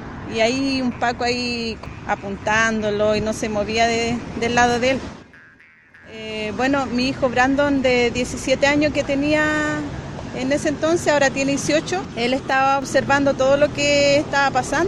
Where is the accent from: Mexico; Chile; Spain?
Chile; Santiago, Santiago Metropolitan Region; also born or lived in Carahue; Llevamos 15 años ahí ya viviendo. Bueno, yo nací en Carahue. De ahí son mis papás, mi abuelo, mis primos, todo. Pero me crié en Santiago, más que nada.